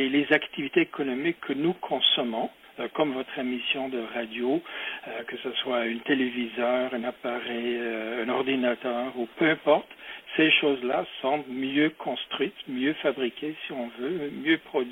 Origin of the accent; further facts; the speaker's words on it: Quebec, Canada; chez nous au Québec.